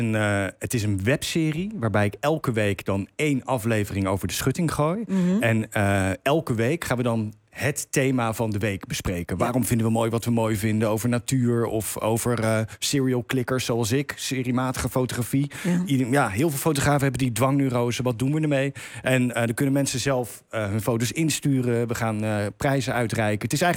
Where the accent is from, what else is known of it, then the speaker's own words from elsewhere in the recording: Zoetermeer, South Holland, Netherlands; En ik kom uit Zoetermeer.